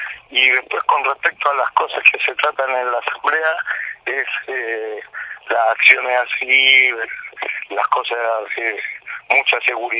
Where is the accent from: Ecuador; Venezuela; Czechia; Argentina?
Argentina; Córdoba; de San Cipuede, de Córdoba.